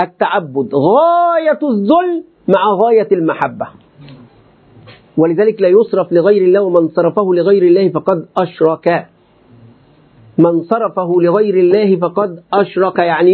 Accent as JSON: {"language": "Arabic", "country": "Egypt", "said": "ولذلك حتى عندنا في مصر إلى الآن"}